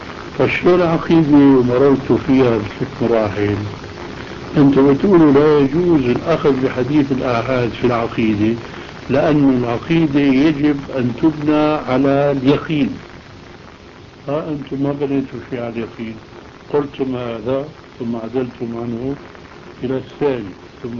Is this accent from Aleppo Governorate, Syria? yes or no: yes; Aleppo, Aleppo Governorate, Syria; وأنا من حلب